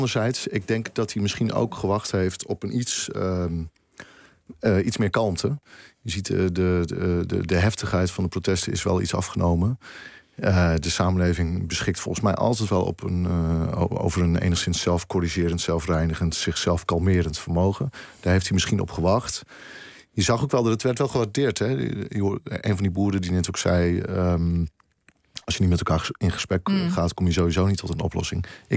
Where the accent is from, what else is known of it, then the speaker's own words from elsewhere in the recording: Groningen, Netherlands; also born or lived in Twente; In de provincie Groningen.